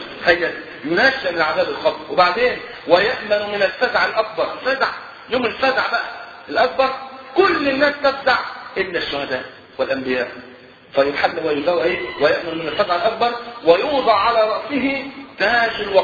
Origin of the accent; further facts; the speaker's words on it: Egypt; والحمد لله المواتير اللي عندنا في مصر شغاله تمام